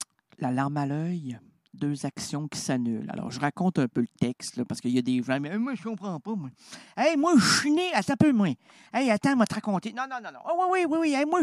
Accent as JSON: {"language": "French", "region": "Quebec", "country": "Canada", "said": "Une grande, une belle, puis une rondelette, comme on les aime chez nous au Québec."}